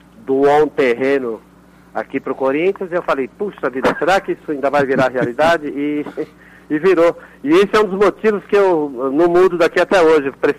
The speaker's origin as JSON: {"language": "Portuguese", "region": "São Paulo", "country": "Brazil", "tie": "born or raised there", "said": "Eu nasci e fui criado na Zona Leste de São Paulo, num bairro pobre."}